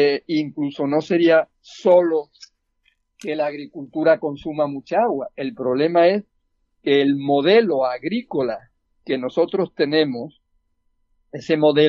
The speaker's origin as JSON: {"language": "Spanish", "region": "Andalusia", "country": "Spain", "said": "como andaluz me preocupa también que estemos aquí terminando con esa fuente de la vida que es el agua"}